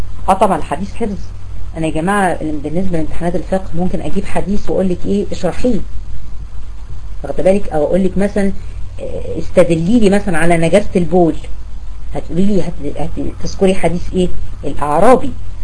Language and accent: Arabic; Egypt; احنا عندنا في مصر بنستقذر جدا الصرصار